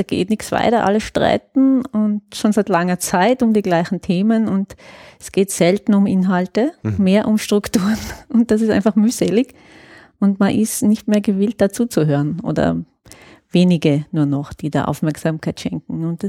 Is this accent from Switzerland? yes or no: no; Trentino-Alto Adige, Italy; Ich komme eigentlich aus Südtirol